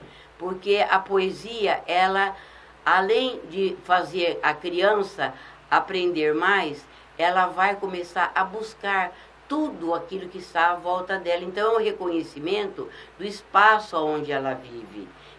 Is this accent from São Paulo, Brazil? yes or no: no; Novo Horizonte, Mato Grosso, Brazil; Aposentei, voltei para o estado do Mato Grosso, para a minha cidade natal, que é Novo Horizonte.